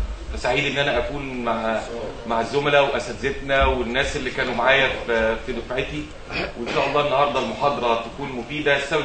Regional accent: Egypt; اشهر مثال المثال اللي عندنا في مصر، عندنا معايير مصريه

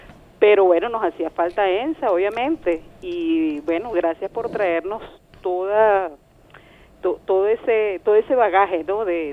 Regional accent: Venezuela

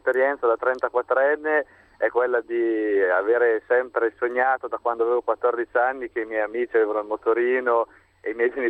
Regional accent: Cremona, Lombardy, Italy; io sono di Cremona

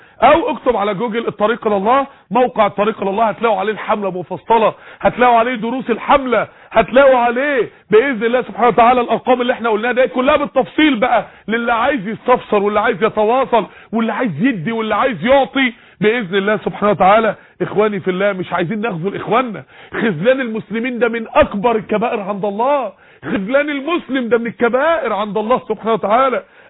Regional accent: Mansoura, Dakahlia, Egypt; من خلال عندنا في المنصورة بفضل الله مسجد عباد الرحمن والقافلة بتاعته

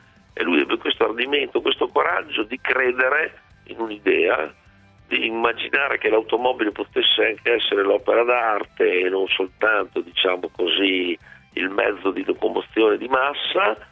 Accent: Modena, Emilia-Romagna, Italy; dalle mie parti a Modena

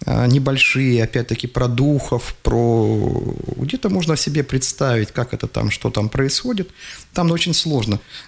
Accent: Kemerovo Oblast, Russia; я родом из Горной Шории, то есть это, что такое Горная Шория? Это юг Кузбасса

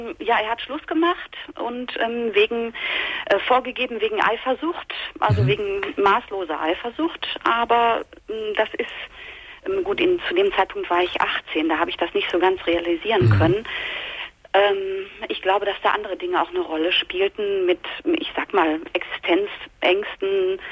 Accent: North Rhine-Westphalia, Germany; Und ich komme aus dem Ruhrgebiet.

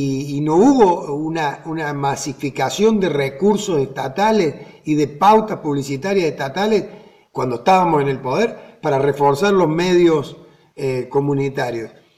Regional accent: Argentina; Por la concepción del argentino, por cómo somos los argentinos

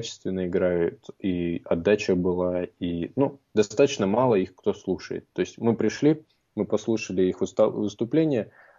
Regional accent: Russia; И спросив, узнав о том, что мы из России

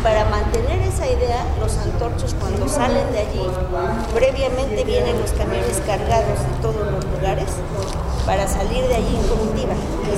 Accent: Puebla, Mexico; Yo soy de Minerales, de la colonia Minerales de Guadalupe Sur.

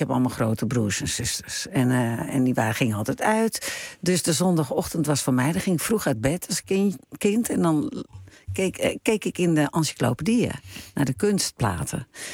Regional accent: North Holland, Netherlands; Ik bedoel, ik ben echt een Hollander. Mijn DNA zit heel diep in de klei van Noord-Holland.

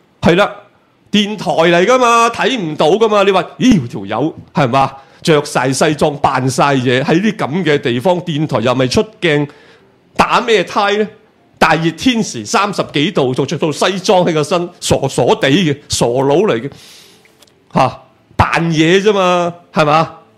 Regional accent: China; 即係好等於我哋大陸人成日話美國人做 show

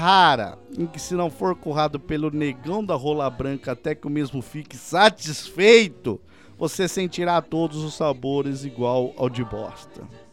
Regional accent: Sorocaba, São Paulo, Brazil; sou da cidade de Sorocaba.

